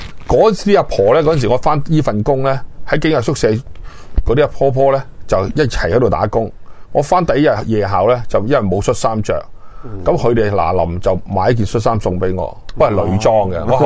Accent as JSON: {"language": "Cantonese", "country": "Hong Kong", "said": "我成日讲我哋香港人，香港其实已经系唔系饮食天堂"}